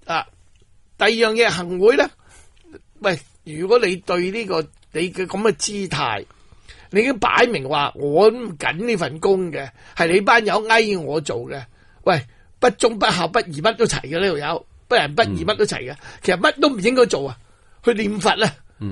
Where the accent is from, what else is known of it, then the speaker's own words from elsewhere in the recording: Hong Kong; 咁我哋香港人大镬喎，喂，俾呢班人真系管香港喎，咁点算呢？